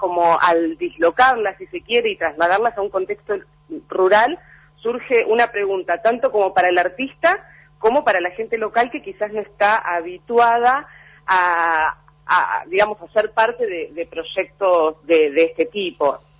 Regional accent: Buenos Aires, Argentina; los cuatro que integramos el Centro Rural, actualmente vivimos en la Ciudad de Buenos Aires, ninguno de los cuatro somos de la Ciudad de Buenos Aires

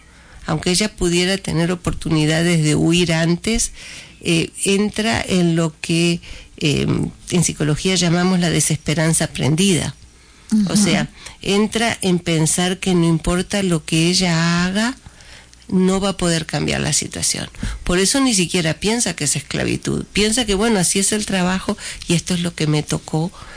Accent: Uruguay; yo soy uruguaya de origen

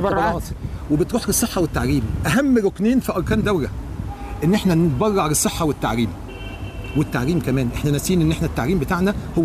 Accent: Egypt; احنا مصريين يا فندم

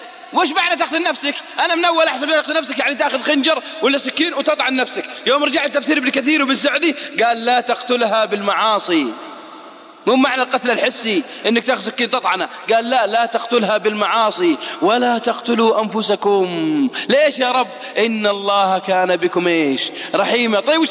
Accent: Saudi Arabia; عاش عندنا في السعودية وراح لبلاده

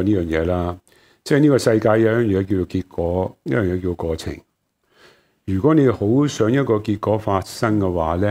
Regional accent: Hong Kong; 但是我说不是，我香港人有选择。

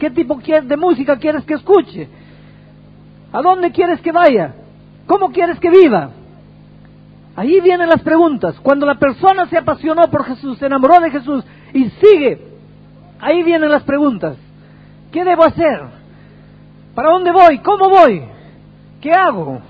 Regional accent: Peru; now in Brazil; Yo soy peruano, pero vivo en Brasil.

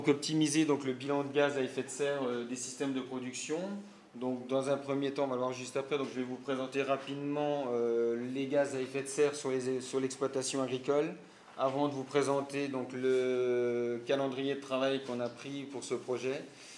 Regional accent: Normandy, France; chez nous en Normandie

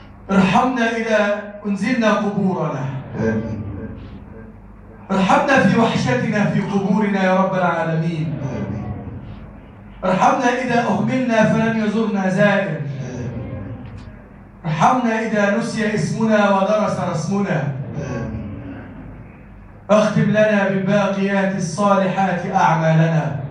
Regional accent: Egypt; اللهم اجعل بلدنا مصر بلدا آمنا مطمئنا وسائر بلاد المسلمين.

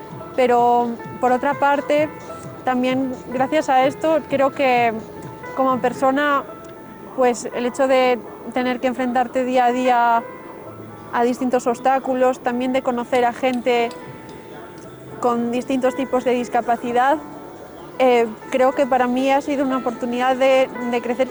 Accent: Vigo, Galicia, Spain; born there; now in Santiago de Compostela, Spain; tanto en Vigo, donde nací, como en Santiago, que es donde vivo ahora.

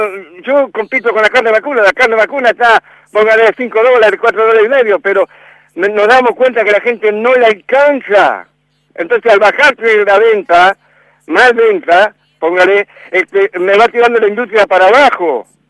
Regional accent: Argentina; soy patriota, soy argentino, hijo de alemanes, nieto de alemanes.

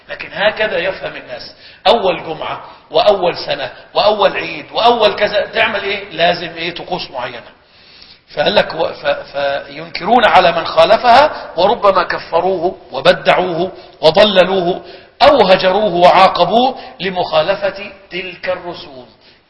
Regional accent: Egypt; كان إلى وقت قريب عندنا بمصر الناس يهجرون صلاة العيد

